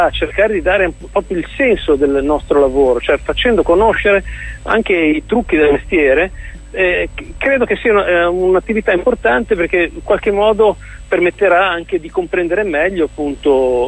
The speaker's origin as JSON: {"language": "Italian", "town": "Genoa", "region": "Liguria", "country": "Italy", "lives_now": "Rome, Italy", "said": "perché ormai io abito a Roma, anche se sono genovese, ma abito dall'88 qui a Roma"}